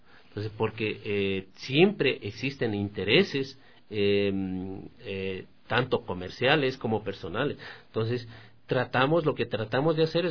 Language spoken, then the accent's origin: Spanish; Guaranda, Bolívar, Ecuador; born there; yo nací en Guaranda, entonces decíamos, éramos vecinos.